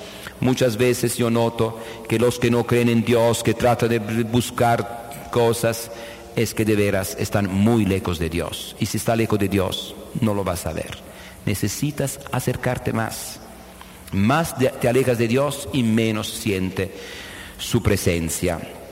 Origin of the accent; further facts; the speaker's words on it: Conversano, Apulia, Italy; Yo soy de Conversano Bari, en Foggia, la provincia cercana.